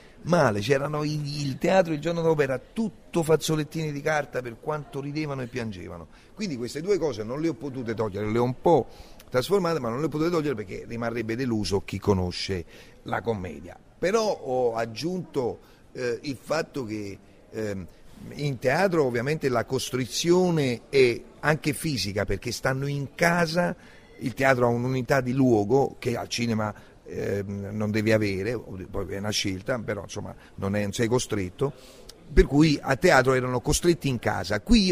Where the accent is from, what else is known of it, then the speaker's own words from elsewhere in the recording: Naples, Campania, Italy; Secondo me nel teatro noi siamo napoletani